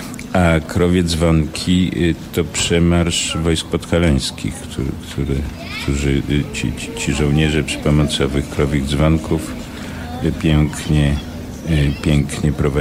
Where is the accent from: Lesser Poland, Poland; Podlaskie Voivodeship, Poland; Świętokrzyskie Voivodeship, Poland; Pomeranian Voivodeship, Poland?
Lesser Poland, Poland; Nowy Sącz; No tak, Łemkoszczyzna, Nowy Sącz, Sądeckie. Mhm. Jestem góralem niskopiennym. Spędziłem tam, jak się ostatnio okazało, chyba 7 lat w sumie pierwszych, więc ważnych.